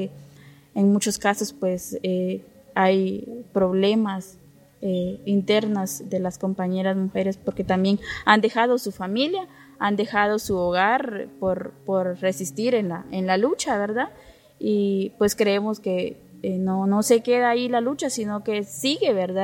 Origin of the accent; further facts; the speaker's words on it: Camután, Chiquimula, Guatemala; soy Maya Chortí, de Camután, Chiquimula.